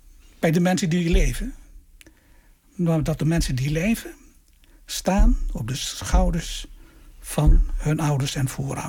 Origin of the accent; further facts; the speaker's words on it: Wasu'u, Maluku, Indonesia; also born or lived in Apeldoorn; En toen zei ik kom uit het dorp Wasu'u. Dat is gelegen op het eiland Haruku.